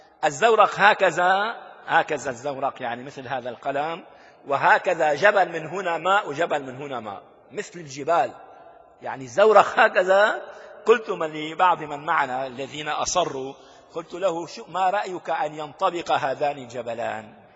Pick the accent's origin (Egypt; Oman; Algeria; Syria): Syria; Damascus, Damascus Governorate; مقابلها في جزيرة اسمها جزيرة أرواد، نحن أهالي دمشق يعني صدفة نذهب